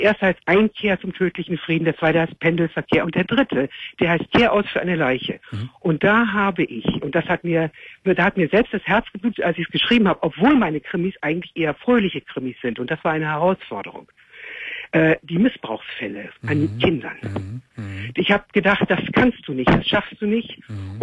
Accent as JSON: {"language": "German", "country": "Netherlands", "also_born_or_lived": "Amsterdam", "lives_now": "Germany", "said": "ich bin aus Holland."}